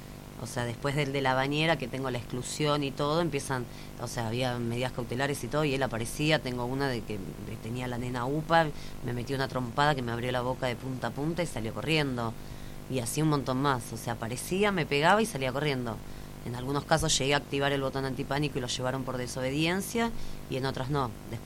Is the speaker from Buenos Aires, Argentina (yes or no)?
yes; Buenos Aires, Argentina; Bueno, yo soy de Capital Federal.